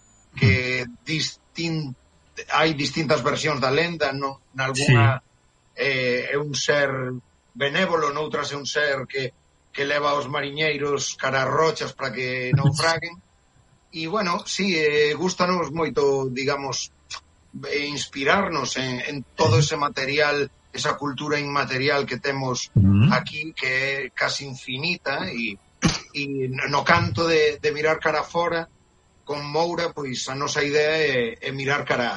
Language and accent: Galician; A Coruña, Galicia, Spain; digamos que somos da Coruña